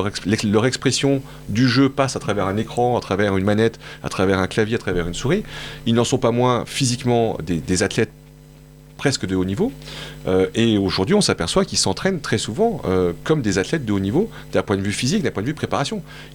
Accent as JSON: {"language": "French", "town": "Montpellier", "region": "Occitanie", "country": "France", "said": "je suis montpelliérain"}